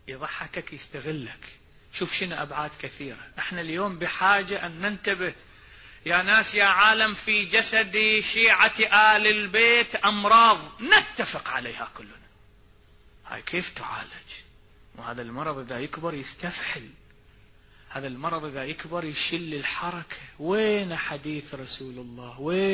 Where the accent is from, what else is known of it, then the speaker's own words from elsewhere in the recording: Iraq; أكو مثل عندنا بالعراق مشهور يقول نركض والعشا خباز